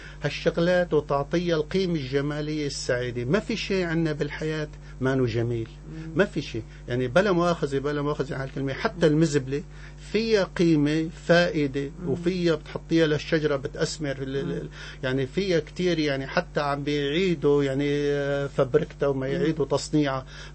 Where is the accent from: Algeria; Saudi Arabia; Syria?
Syria; Syrian coast; انا سوري ابن الساحل السوري ما بقبل اي شيء بيمس بلدي انا فلاح ابن فلاح